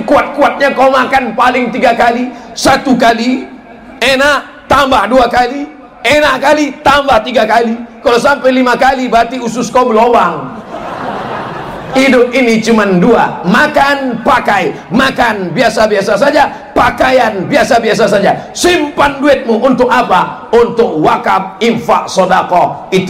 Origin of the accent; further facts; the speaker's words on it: Indonesia; moved away; kampung halaman saya di Indonesia